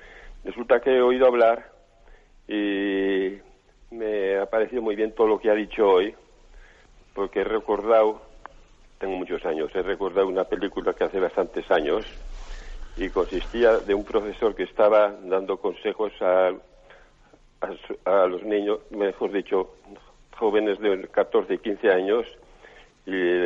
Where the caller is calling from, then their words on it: Navarre, Spain; Soy de Navarra, pero oigo muy poco.